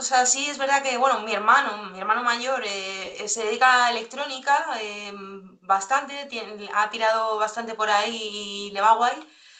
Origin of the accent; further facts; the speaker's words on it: El Escorial, Community of Madrid, Spain; de aquí del Escorial, que yo soy de la Sierra de Madrid.